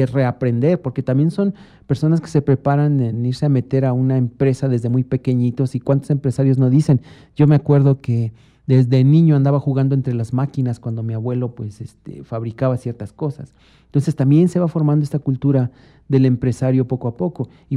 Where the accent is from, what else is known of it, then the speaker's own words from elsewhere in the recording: Mexico; como mexicanos nosotros somos ávidos de consumir esta comercialización infundida